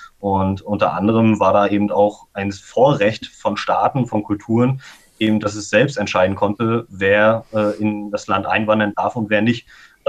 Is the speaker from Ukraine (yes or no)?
no; Rostock, Mecklenburg-Vorpommern, Germany; die zentralste Bindung habe ich natürlich an meine Region Rostock, ja, weil ich halt hier aufgewachsen bin. Aber genauso bin ich ja auch Deutscher, weil ich die deutsche Sprache spreche